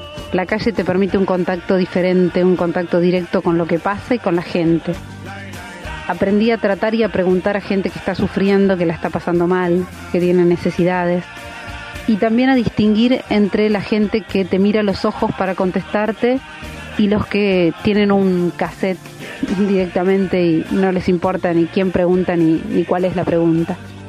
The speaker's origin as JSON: {"language": "Spanish", "town": "Balcarce", "region": "Buenos Aires Province", "country": "Argentina", "tie": "born there", "lives_now": "La Plata, Argentina", "said": "nací en Balcarce, hace casi 40 años. Vine a La Plata a los 17"}